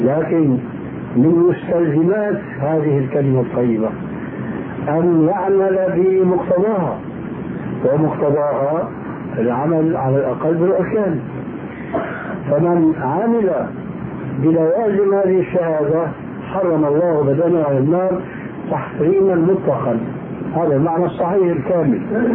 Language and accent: Arabic; Syria